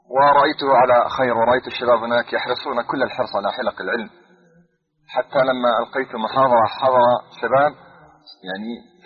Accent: Ramallah and al-Bireh Governorate, Palestine; ونحن من قضاء رام الله

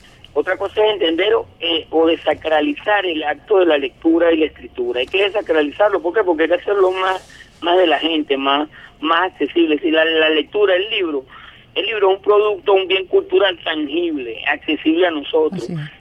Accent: Venezuela; para nosotros como pueblo venezolano.

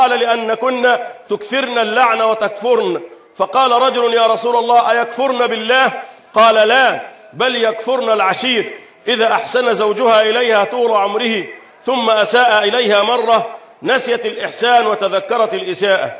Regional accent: Egypt; اللهم احفظ بلدنا مصر

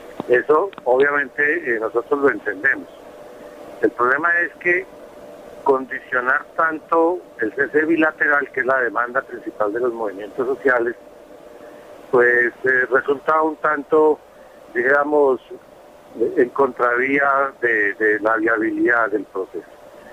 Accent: Colombia; Esperanzas como ciudadanos colombianos, sí

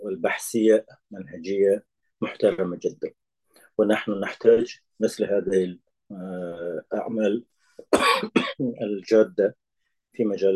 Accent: Afghanistan; Arabic is a second language; وكنت آسف أن عندنا في أفغانستان وفي إيران حتى الآن ما سمعت أن كتاباته ترجمت

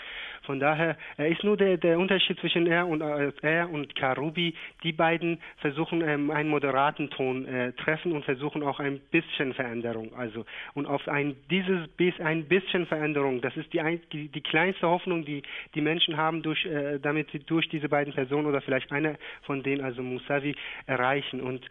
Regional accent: Shiraz, Fars, Iran; auch in Shiraz, wo ich herkomme, mit der Stadt telefoniere ich auch.

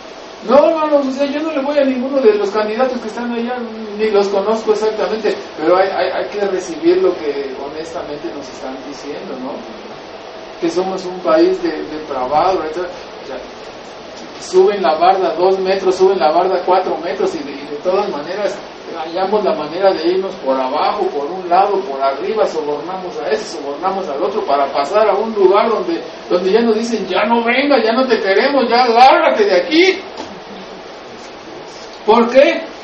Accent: Mexico; Y eso lo estoy diciendo, yo soy mexicano.

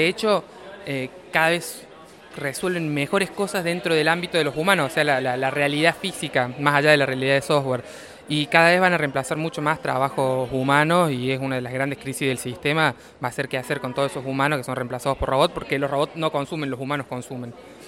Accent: Córdoba, Argentina; Bueno, yo soy de Córdoba, tenemos chicos en Tucumán y chicos en Nicaragua.

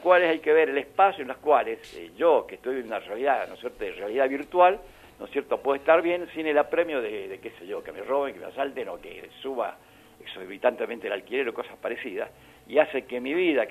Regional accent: Argentina; Nosotros somos ciudadanos que se supone que somos argentinos.

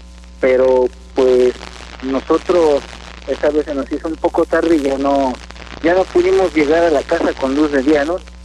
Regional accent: Mexico City, Mexico; los dos, mi compañero y yo, somos de la Ciudad de México

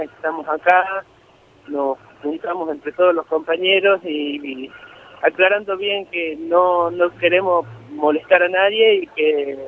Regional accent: Andalgalá, Catamarca, Argentina; Yo soy nacido en Andalgalá, vivo en Andalgalá y quiero seguir viviendo en Andalgalá.

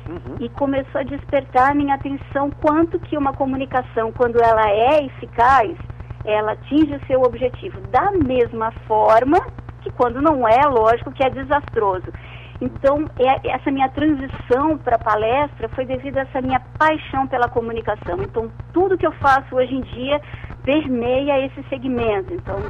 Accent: Florianópolis, Santa Catarina, Brazil; moved away as an adult; now in Rio de Janeiro, Brazil; eu sou de Florianópolis, mas assim que eu me formei, eu fui morar no Rio de Janeiro.

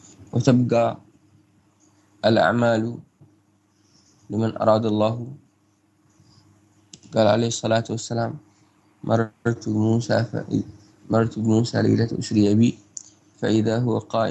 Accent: Yemen; ضاق الوقت عن القراءة بسبب الفجر عندنا في اليمن.

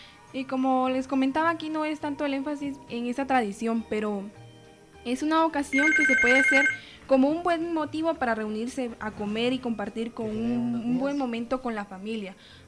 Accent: Guatemala; pero como guatemaltecos ocupamos cualquier oportunidad para poder reunirnos con nuestras familias.

